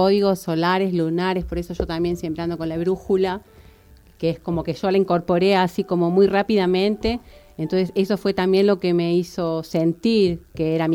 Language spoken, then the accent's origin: Spanish; Buenos Aires, Argentina; moved away as an adult; Soy de Buenos Aires. Vine por primera vez en el 92 embarazada de Wanda Agustina. Y en el 99 volví a unas vacaciones y ya con ganas de quedarme.